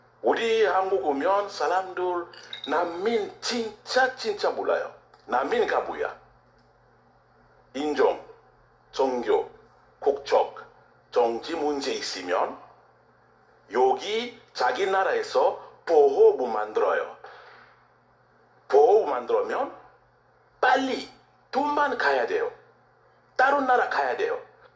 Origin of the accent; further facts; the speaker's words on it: DR Congo; Korean is a second language; now in South Korea; 우리는 소개하면, 아, 제가 콩고에서 왔어요. 뭐? 홍콩? 아니요, 콩고. 몽고? 아니, 콩고. 아메리카? 아니, 아프리카.